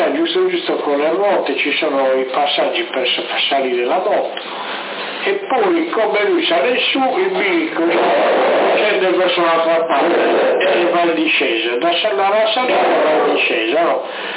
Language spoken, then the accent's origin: Italian; Sassari, Sardinia, Italy; ma io sono da Sassari